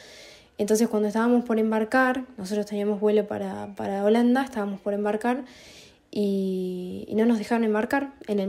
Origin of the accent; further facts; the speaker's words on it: Tandil, Buenos Aires Province, Argentina; yo soy de Tandil, estoy acá varada en Lisboa con mi novio Manuel, que también es de Tandil